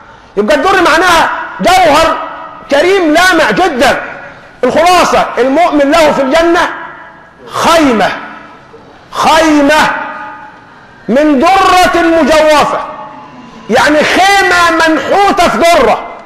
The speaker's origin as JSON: {"language": "Arabic", "country": "Egypt", "said": "يعني نحن كمصريين"}